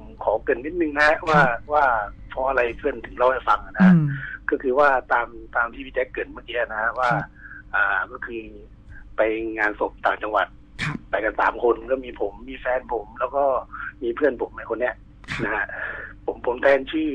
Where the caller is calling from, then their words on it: Bangkok, Thailand; ผมอยู่ตรงแถวแอร์พอร์ตลิงก์รามครับ